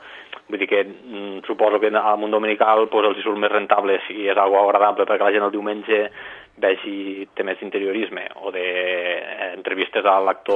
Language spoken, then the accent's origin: Catalan; Lleida, Catalonia, Spain; also born or lived in Barcelona; quan vaig vindre a estudiar aquí a Barcelona, jo soc de Lleida, nascut aquí a Barcelona, però soc de Lleida tota la vida, doncs vaig vindre cap aquí